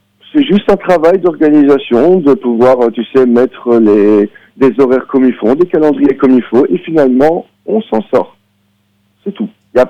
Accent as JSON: {"language": "French", "country": "Belgium", "said": "Moi, en tant que Belge, j'ai vu ça avec une certaine distance"}